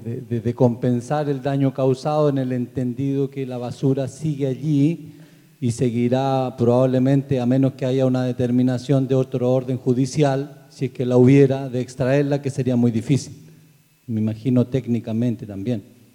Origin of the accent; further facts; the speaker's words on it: Carahue, Araucanía, Chile; Soy de Carahue, del territorio de San Colico, que también nosotros tenemos un basural allí. Son comunidades mapuches que estamos alrededor de Carahue.